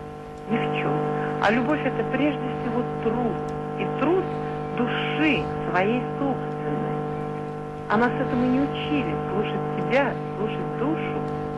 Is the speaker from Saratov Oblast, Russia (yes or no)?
yes; Glazkovo, Saratov Oblast, Russia; Я из Глазкова, Саратовской области.